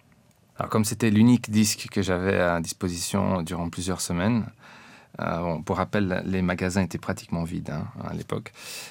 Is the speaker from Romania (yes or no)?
yes; Transylvania, Romania; J'ai 29 ans. Et je suis né en Transylvanie, Roumanie. J'étais encore enfant, j'avais environ 6 ou 7 ans. J'habitais dans la République socialiste de Roumanie.